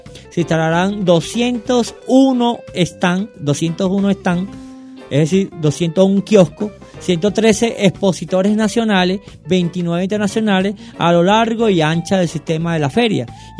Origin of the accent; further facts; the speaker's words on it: Venezuela; engrandecimiento de nuestra entidad como venezolanos y seres que apostamos por la paz